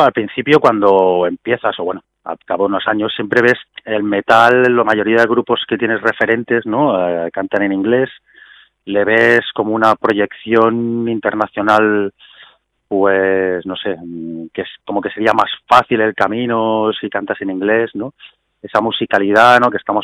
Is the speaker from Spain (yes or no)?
yes; Spain; first language Catalan; lo podía hacer utilizando mi lengua madre, ¿no? Yo pienso en catalán y me gusta escribir